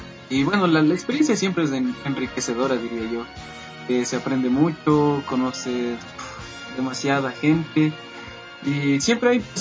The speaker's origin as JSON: {"language": "Spanish", "country": "Ecuador", "said": "Entonces siempre intentas dejar una buena imagen como ecuatoriano a donde tú vas."}